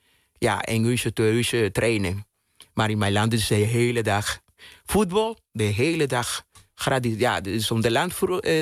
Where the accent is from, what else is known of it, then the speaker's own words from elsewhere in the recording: Cuba; Dutch is a second language; now in Netherlands; Bijvoorbeeld mijn kindertijd in Cuba.